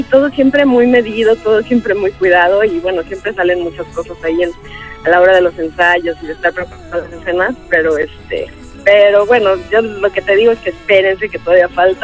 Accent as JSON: {"language": "Spanish", "country": "Mexico", "said": "que muchas veces como mexicano ni siquiera conoces lo que tienes junto, ¿no?"}